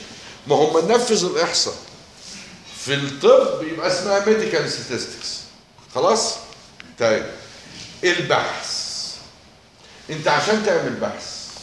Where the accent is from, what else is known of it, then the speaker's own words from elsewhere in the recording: Egypt; في مثل بلدي يا اولاد بيقول لك ايه عندنا في مصر؟